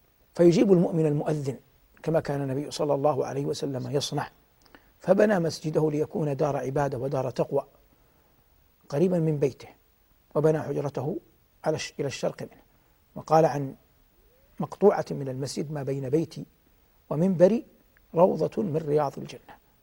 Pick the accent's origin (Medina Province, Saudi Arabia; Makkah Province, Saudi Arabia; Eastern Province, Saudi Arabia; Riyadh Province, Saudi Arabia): Medina Province, Saudi Arabia; Medina; فهذا بعض مما قيل من آثار وذكر من أخبار في هذه المدينة المباركة، مدينتي